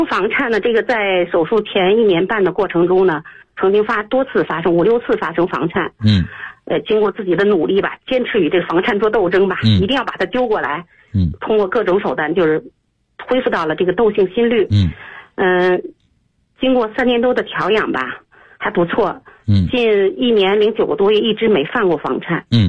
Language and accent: Chinese; Beijing, China; 我是北京的